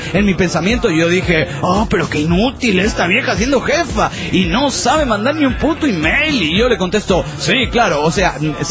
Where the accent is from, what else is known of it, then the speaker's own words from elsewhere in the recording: Villamontes, Tarija, Bolivia; de Villamontes, Tarija, Bolivia.